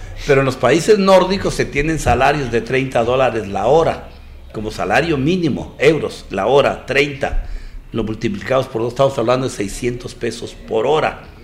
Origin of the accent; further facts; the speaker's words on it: Mexico; también tenemos que verlo con responsabilidad como mexicanos